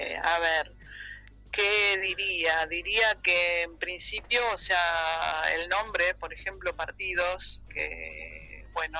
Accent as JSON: {"language": "Spanish", "country": "Argentina", "also_born_or_lived": "Stockholm, Sweden", "moved": "yes", "said": "yo personalmente salí de Argentina al exilio en el año 77, y aunque no fue España ni Madrid mi ciudad de exilio, sino Suecia, Estocolmo"}